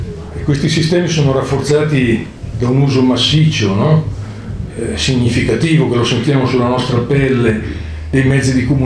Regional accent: Milan, Lombardy, Italy; Io vengo da Milano, quindi ovviamente ho un occhio specifico sulla situazione milanese e sulla situazione italiana nel suo complesso.

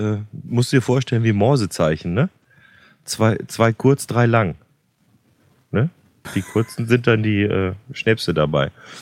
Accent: Gummersbach, North Rhine-Westphalia, Germany; born there; Ich bin in Gummersbach geboren. Das sind so 35 Kilometer von Köln weg

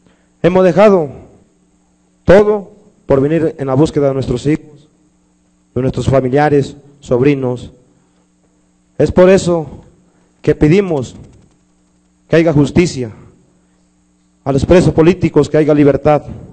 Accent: Ometepec, Guerrero, Mexico; Yo pertenezco a la ciudad de Ometepec, Guerrero, que es mi municipio. Soy de la Costa Chica.

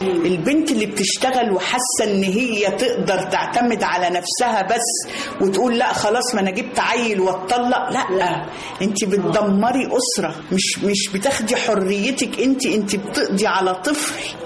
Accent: Beni Suef, Beni Suef Governorate, Egypt; إحنا كان عندنا في بني سويف لما كنا طول شهر رمضان لازم كل واحد فينا في بيت شكل

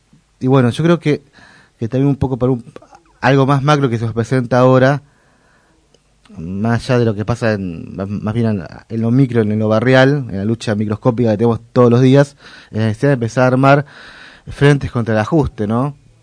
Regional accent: Merlo, Buenos Aires Province, Argentina; que yo soy de Merlo, que por ejemplo Merlo está muy muy arraigada

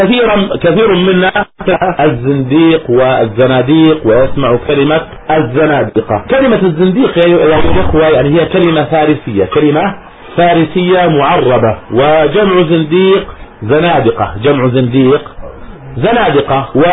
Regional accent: Jordan; accent: Jordanian; يقال عنه في لهجتنا في الأردن يقال مقدح

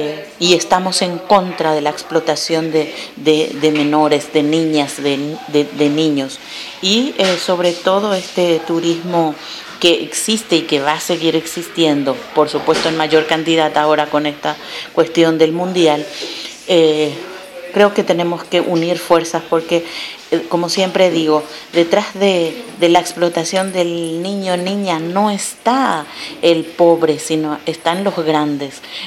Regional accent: Paraguay; soy de Paraguay.

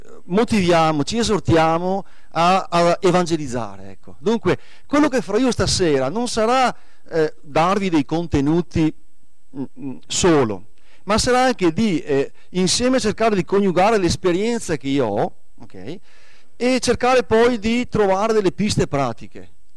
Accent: Bassano del Grappa, Veneto, Italy; born there; now in San Martino di Lupari, Italy; Io sono nato a Bassano del Grappa, ecco, nel lontano 1971, nel vecchio ospedale della Madonnina qua a 2 passi. Dunque sono a casa, ecco, sono un novese di adozione, poi adesso vivo a San Martino di Lupari.

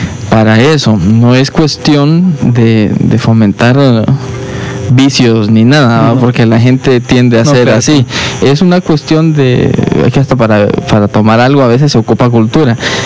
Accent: Honduras; es parte de la cultura de nuestro país, de identificarnos como hondureños

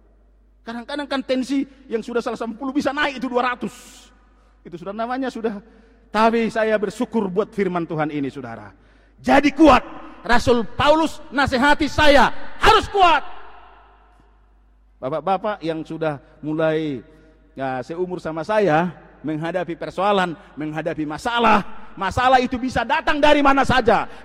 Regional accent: North Sumatra, Indonesia; Nah kalau orang kita orang Tapanuli kan

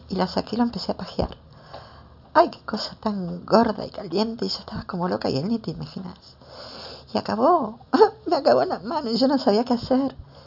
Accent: Argentina; tengo 27 años, soy argentina, vivo en Buenos Aires, sola, soy una chica trans

